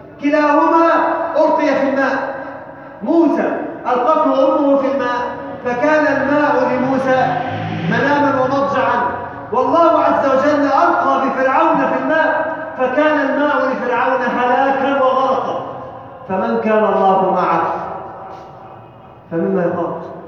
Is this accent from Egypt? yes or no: yes; Egypt; اللهم اجعل بلدنا مصر امنا امانا سلما سلاما